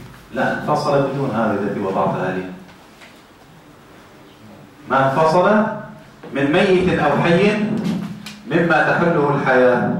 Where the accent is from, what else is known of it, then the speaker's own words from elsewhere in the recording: Tunisia; إذا ذبحنا عندنا في تونس إذا ذبحنا نعلق الكبش في الغالب